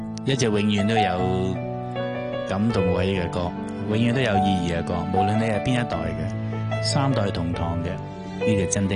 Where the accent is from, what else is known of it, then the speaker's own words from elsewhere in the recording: Hong Kong; 我哋香港人就团结啲